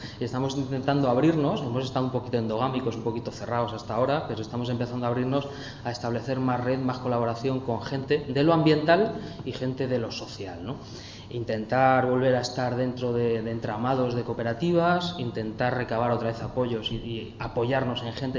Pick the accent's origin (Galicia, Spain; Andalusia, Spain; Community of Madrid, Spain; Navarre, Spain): Community of Madrid, Spain; Madrid; Somos de Aluche y Carabanchel, casi todos los compañeros y compañeras.